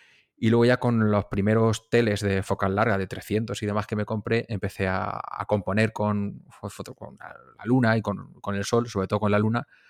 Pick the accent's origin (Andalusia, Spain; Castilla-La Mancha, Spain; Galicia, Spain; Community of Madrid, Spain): Castilla-La Mancha, Spain; Yo soy de un pueblo de La Mancha, vivo aquí en Mota del Cuervo, rodeado de molinos.